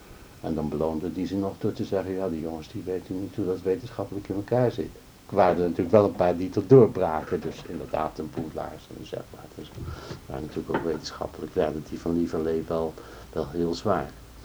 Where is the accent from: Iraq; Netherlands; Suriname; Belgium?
Netherlands; als Hollandse jongen zo die dan niks weet